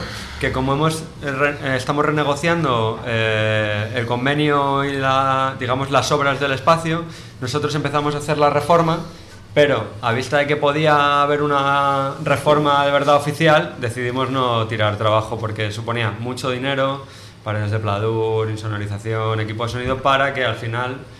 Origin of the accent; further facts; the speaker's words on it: Montamarta, Castile and León, Spain; vengo de Montamarta.